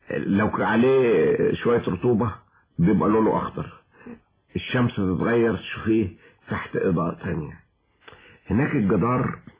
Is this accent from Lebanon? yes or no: no; Cairo, Cairo Governorate, Egypt; also born or lived in Switzerland; انا ابن مصر القديمة. التجربة دي معرفتش اكتبها طوال انا 20-30 سنة. ففجأة لقيت نفسي وانا في سويسرا رجعت لهذا الشجن